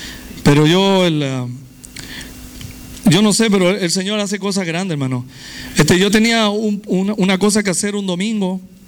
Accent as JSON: {"language": "Spanish", "town": "Viña del Mar", "region": "Valparaíso", "country": "Chile", "tie": "born there", "said": "yo nací en la República de Chile, en Viña del Mar, gloria a Dios, donde se hace el Festival de Viña, ¿verdad?"}